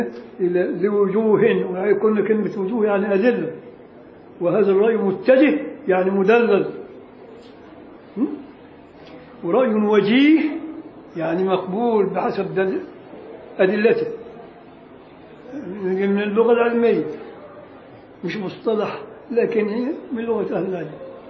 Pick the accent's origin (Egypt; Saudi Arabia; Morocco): Egypt; عادة عندنا في مصر ما يسمعش